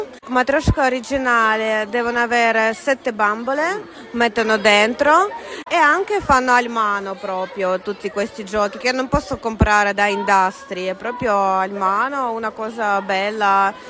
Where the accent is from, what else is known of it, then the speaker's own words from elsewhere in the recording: Moscow, Russia; born there; Italian is a second language; Io nata a Mosca, proprio capitale di Russia, che è troppo grande, però pieno di foreste, bello, un po' caotico, però pieno di tutte, comode per vivere.